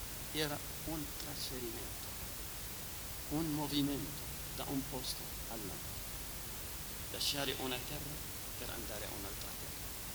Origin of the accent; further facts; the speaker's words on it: Lebanon; Italian is a second language; Nel mio paese, nel Libano, durante il dominio francese fra la prima e la seconda guerra mondiale, i soldati là erano marocchini e senegali